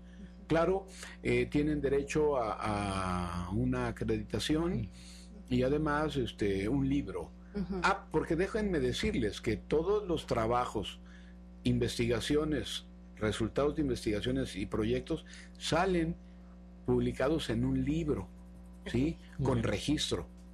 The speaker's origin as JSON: {"language": "Spanish", "country": "Mexico", "said": "Somos 3 mexicanos que vamos a exponer nuestros trabajos de investigación"}